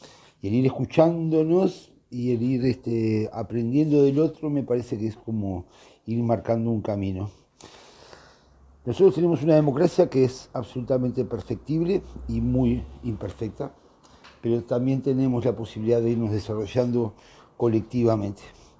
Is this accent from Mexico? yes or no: no; Uruguay; me parece que nosotros como uruguayos, en esta democracia muy particular